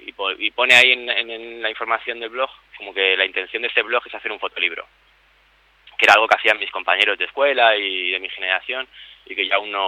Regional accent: Spain; Oye, ¿tú de dónde eres? Pero yo soy español. ¿Pero de dónde, no?

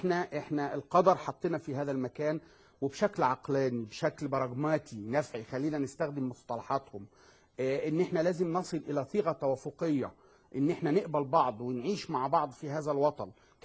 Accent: Egypt; مين قال له ان احنا ما كانش جدودنا كانوا فيهم بعضهم

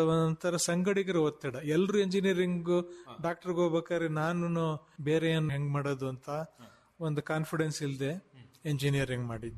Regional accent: Mysore, Karnataka, India; born there; ನಮ್ಮ ತಂದೆ ಮುಳ್ಳೂರಿನವರು, ನಾನು ಹುಟ್ಟಿದ ಮೈಸೂರಲ್ಲಿ. ನಮ್ಮ ತಂದೆಯವರು ಫಾರ್ಮಿಂಗ್ ಬ್ಯಾಕ್ಗ್ರೌಂಡಿಂದ ಬಂದವರು, ರೈತ ಬ್ಯಾಕ್ಗ್ರೌಂಡಿಂದ ಬಂದವರು.

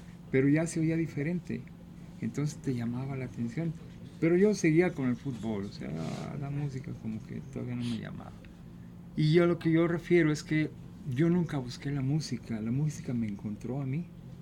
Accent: Guadalajara, Jalisco, Mexico; Mira, soy originario de aquí, de Guadalajara, Jalisco. Yo me crié en el barrio de Analco

